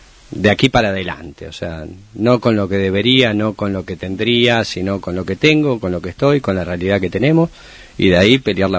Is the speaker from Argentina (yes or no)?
yes; Bariloche, Río Negro, Argentina; born there; also born or lived in Buenos Aires / Patagonia; nací en Bariloche, siempre estuve entre la mitad, entre Buenos Aires y la Patagonia, Bolsón, San Martín de los Andes, Bariloche. Tengo dos hermanos en Bariloche